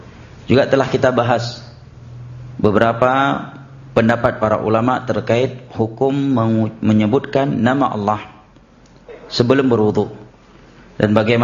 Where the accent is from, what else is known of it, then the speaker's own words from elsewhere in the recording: Aceh, Indonesia; seringnya kita orang Aceh menyebutkan muwalat